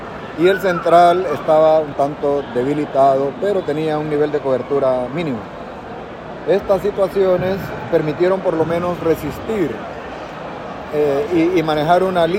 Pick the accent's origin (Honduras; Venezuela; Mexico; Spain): Honduras; a nuestra historia, a nosotros como hondureños